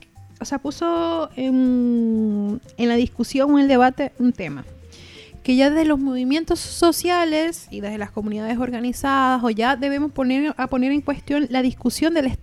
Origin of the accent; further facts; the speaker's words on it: Venezuela; no es ni decir que soy venezolana ni nada, sino migrante, fin.